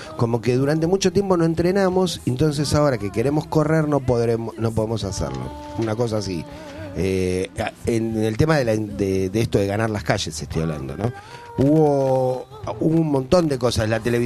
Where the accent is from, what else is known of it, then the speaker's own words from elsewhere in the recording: Avellaneda, Buenos Aires Province, Argentina; born there; Que antiguamente en los barrios, yo nací en Avellaneda, y a las 6 de la tarde los abuelos salían todos a sentarse en la vereda